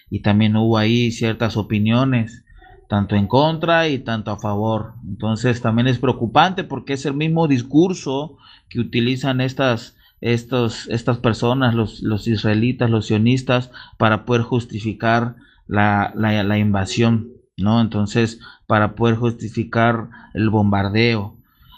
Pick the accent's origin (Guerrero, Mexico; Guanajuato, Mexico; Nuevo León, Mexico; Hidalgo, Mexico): Guerrero, Mexico; Acapulco; ya lo saben, soy del puerto de Acapulco, aquí en el estado de Guerrero. Para los que nos escuchan fuera del país, soy en México.